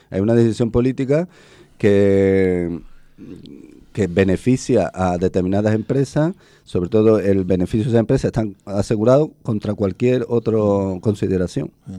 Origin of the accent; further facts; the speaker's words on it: Spain; somos todos los españoles los que pagamos los errores de inversión.